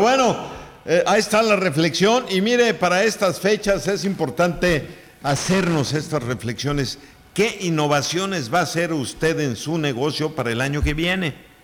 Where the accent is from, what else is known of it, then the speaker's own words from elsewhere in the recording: Mexico; siendo que el mexicano es muy creativo, que sí los tenemos, pero no los registramos.